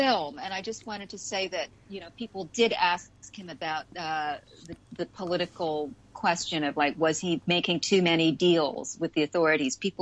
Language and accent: English; New York City, New York, United States; as a New Yorker, I could relate to this.